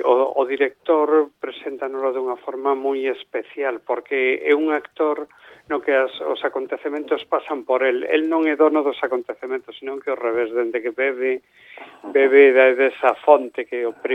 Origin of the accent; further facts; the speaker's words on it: Galicia, Spain; born there; eu logo de nacemento realmente son pontevedrés. Quero dicir, eu nací ao lado do mar, non?